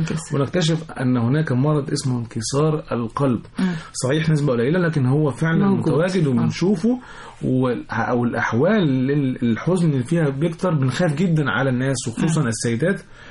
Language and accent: Arabic; Egypt; لان احنا كمصريين تفاعلنا حب غير عادي لهذا البلد